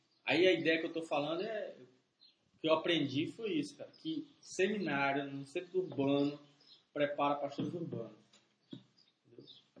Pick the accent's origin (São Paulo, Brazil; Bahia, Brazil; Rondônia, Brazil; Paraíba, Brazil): Rondônia, Brazil; Porto Velho; Porto Velho, de Rondônia, do Norte.